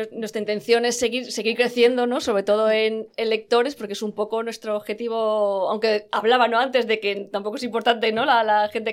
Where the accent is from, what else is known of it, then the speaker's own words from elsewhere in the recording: Valencian Community, Spain; Sí, pero es que soy valenciana del interior.